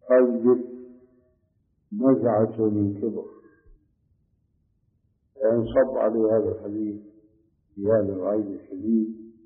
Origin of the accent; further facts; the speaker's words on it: Saudi Arabia; الصوت معروف يسمى بالكرباج عندنا في السعودية